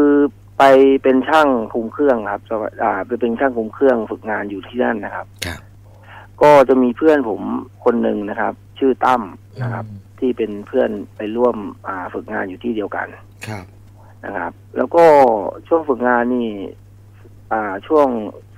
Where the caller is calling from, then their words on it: Lopburi, Thailand; ผมโทรมาจากลพบุรีครับผม